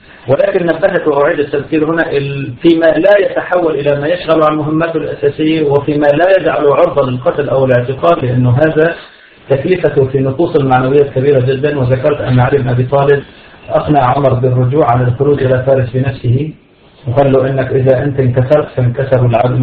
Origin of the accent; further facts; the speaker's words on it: Syria; نحن عندنا في بلاد الشام كان فيه الأمن السياسي والأمن العسكري